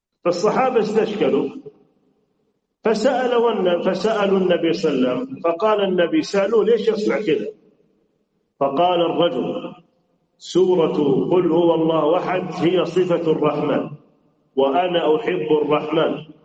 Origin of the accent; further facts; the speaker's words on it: Saudi Arabia; زي بلادنا السعودية